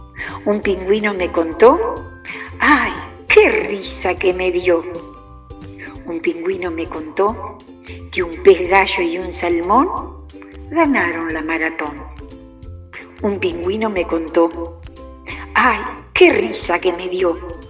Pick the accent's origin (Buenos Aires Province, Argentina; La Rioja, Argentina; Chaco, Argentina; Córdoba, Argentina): Buenos Aires Province, Argentina; Mar del Plata; moved away as an adult; now in Río Grande, Argentina; Yo vengo de la ciudad de Mar del Plata, ya hace más de 30 años que estoy viviendo acá en Río Grande.